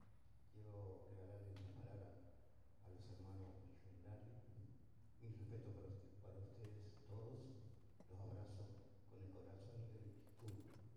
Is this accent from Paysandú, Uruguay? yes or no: yes; Paysandú, Uruguay; una persona de mi pueblo, de ese Paysandú al que yo tanto amo, que me dio la oportunidad de ser poeta.